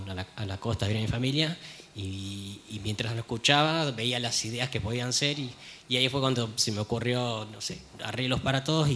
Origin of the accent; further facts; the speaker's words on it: Mar del Plata, Buenos Aires Province, Argentina; Bueno, yo vengo de Mar del Plata.